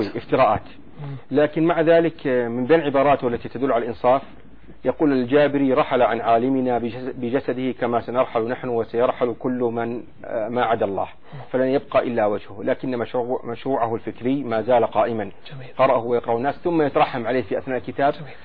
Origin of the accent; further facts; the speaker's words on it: Saudi Arabia; نحن عندنا في السعودية